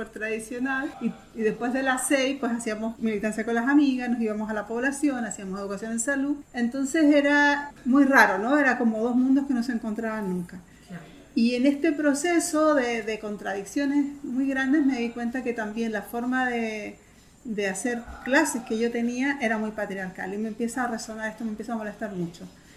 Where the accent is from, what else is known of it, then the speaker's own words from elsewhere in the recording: Concepción, Biobío, Chile; en Concepción, que es en mi ciudad natal